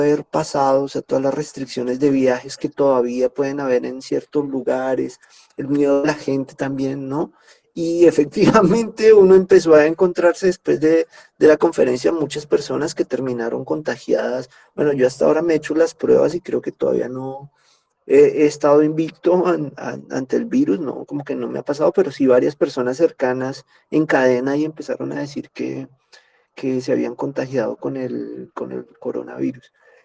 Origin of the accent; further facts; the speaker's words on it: Colombia; A mí incluso me preguntaron que como colombiano, cómo veía la política de repositorios de datos abiertos en Colombia.